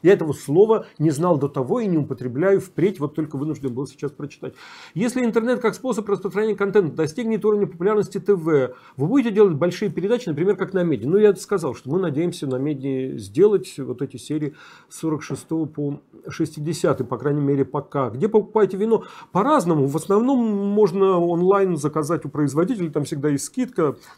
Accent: Saint Petersburg, Russia; Я родился и вырос в Питере.

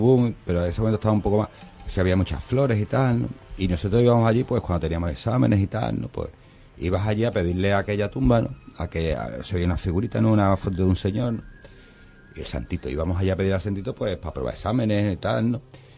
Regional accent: Algeciras, Andalusia, Spain; now in Seville, Spain; yo soy algecireño, mucha honra, aunque yo aquí en Sevilla hace muchos años, pero yo soy de Algeciras.

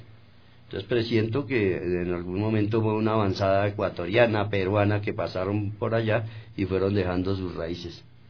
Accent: Bogotá, Colombia; soy artista plástico de Bogotá, Colombia.

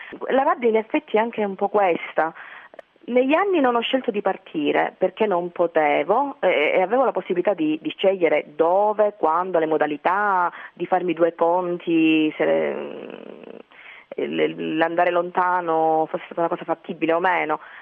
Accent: Calabria, Italy; Quindi io sono calabrese

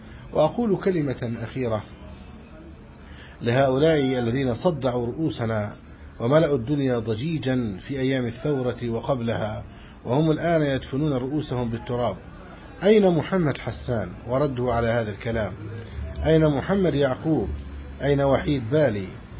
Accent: Egypt; فنسأل الله سبحانه وتعالى أن يحفظ بلدنا مصر أمنا أمانا سخاء رخاء

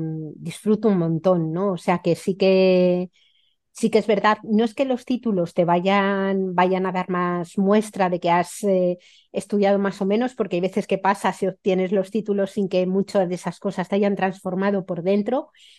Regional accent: Madrid, Community of Madrid, Spain; vengo de una familia súper urbanita, es decir, soy madrileña, mi familia era súper urbana, no habíamos tenido un huerto en la vida

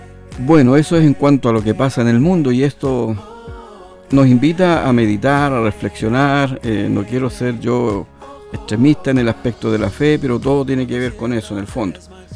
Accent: Chile; Y nosotros, como buen chileno, la hacemos a todo, con todo, como decimos, ¿verdad?

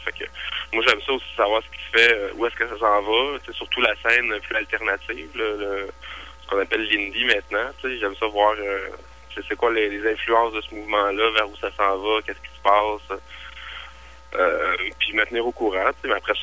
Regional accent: Quebec, Canada; vu que je suis québécois puis que je suis francophone

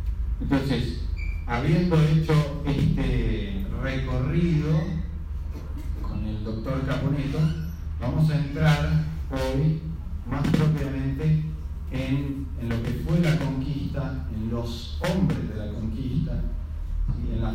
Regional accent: Mendoza, Argentina; soy mendocino, padre de dos hijos

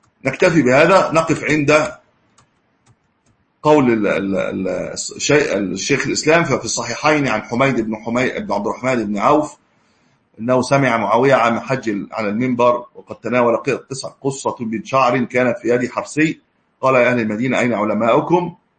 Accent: Egypt; عندنا في مصر 19 أو 19.5 أعتقد

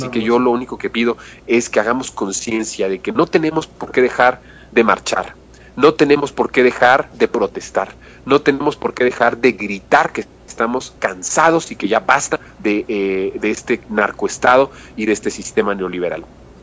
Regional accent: Mexico; porque somos mexicanos todos y somos hermanos.

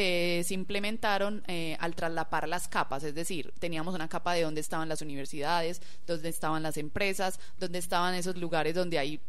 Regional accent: Antioquia, Colombia; nosotros somos muy orgullosos de los proyectos que hacemos como paisas

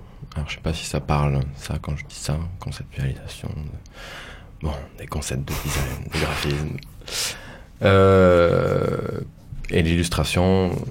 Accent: Toulouse, Occitanie, France; also born or lived in Paris; Je suis revenu sur Paris et puis j'ai essayé de quitter Paris plusieurs fois et puis j'y suis parvenu et me revoilà à Toulouse, là d'où je viens.

